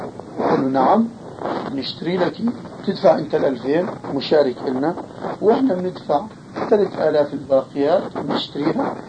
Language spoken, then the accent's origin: Arabic; Jordan; عندنا في الأردن